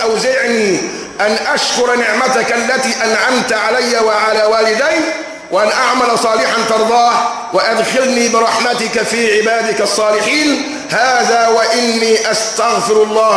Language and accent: Arabic; Egypt; واعلم أن عندنا كمصريين من اللوازم الحياتية اللي احنا بنضرب بها المثل